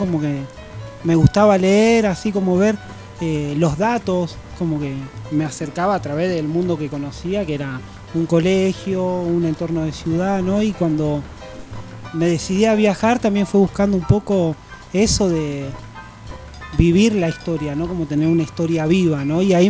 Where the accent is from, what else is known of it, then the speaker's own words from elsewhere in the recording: Argentina; Che, yo soy argentino